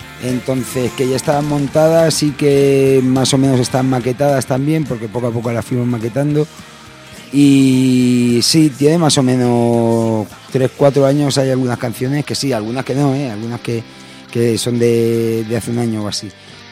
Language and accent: Spanish; Málaga, Andalusia, Spain; Yo soy de Málaga, pero en realidad venimos de Granada.